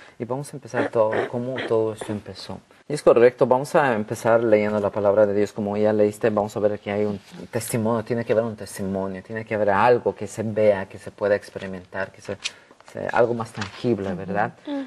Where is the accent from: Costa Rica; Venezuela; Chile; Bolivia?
Bolivia; now in United States; Yo soy de Bolivia